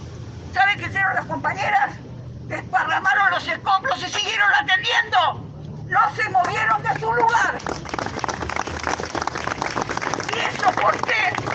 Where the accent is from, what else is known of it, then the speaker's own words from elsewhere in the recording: Argentina; por lo que somos como pueblo argentino